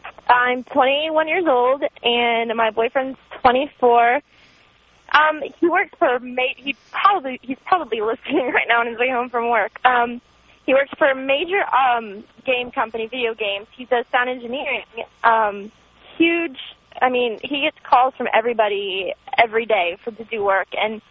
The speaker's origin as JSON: {"language": "English", "region": "Florida", "country": "United States", "said": "I'm from Florida, and I'm not a big, you know, northern state, the climate up there."}